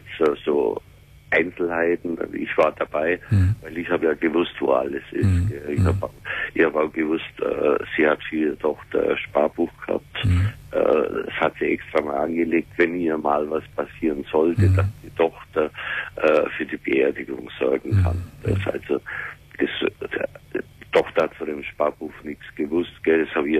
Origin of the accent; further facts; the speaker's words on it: Bavaria, Germany; wollten wir auf Bayern fahren, in meine Heimat.